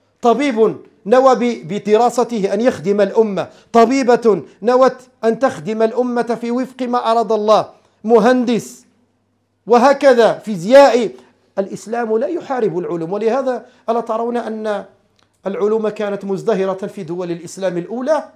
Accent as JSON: {"language": "Arabic", "country": "Morocco", "said": "عندنا في المغرب"}